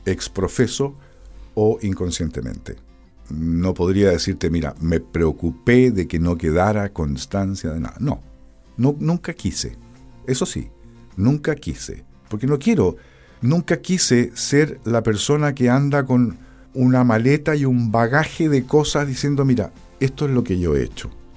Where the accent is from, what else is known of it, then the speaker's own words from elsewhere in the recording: Valdivia, Los Ríos, Chile; Mi tierra, mi patria.